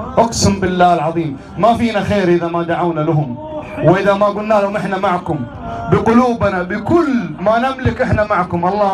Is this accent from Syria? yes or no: no; Saudi Arabia; ترى في بلادنا الآن، بلادنا المملكة العربية السعودية تراها في حرب